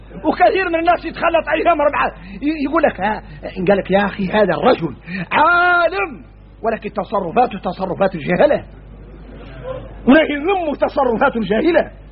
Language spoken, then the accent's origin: Arabic; Mauritania; احنا موريتاني بينا الشدة